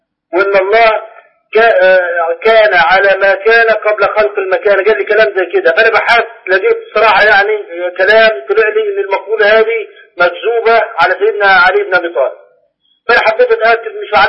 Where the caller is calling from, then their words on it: Jordan; انا اللي بكلمك من الاردن